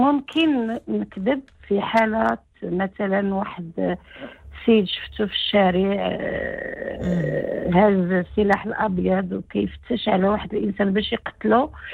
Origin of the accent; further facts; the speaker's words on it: Fez, Fès-Meknès, Morocco; انا من فاس